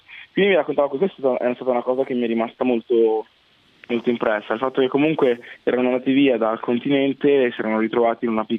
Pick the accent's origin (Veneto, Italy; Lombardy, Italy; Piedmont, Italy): Lombardy, Italy; Busto Arsizio; born there; also born or lived in South Italy; io sono nato a Busto Arsizio Varese. E poi dopo niente, i miei genitori da Busto Arsizio si sono trasferiti al sud, nel sud Italia